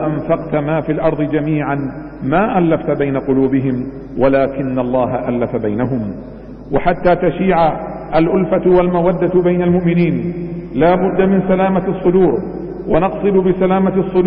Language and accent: Arabic; Bahrain; اللهم احفظ بلادنا البحرين من كل سوء ومكروه